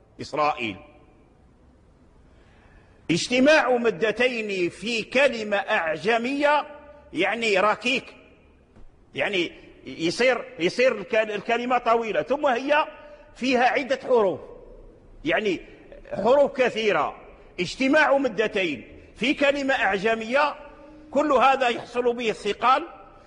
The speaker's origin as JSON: {"language": "Arabic", "country": "Morocco", "said": "من الأئمة والعلماء عندنا في المغرب كذلك لهم تعاريف"}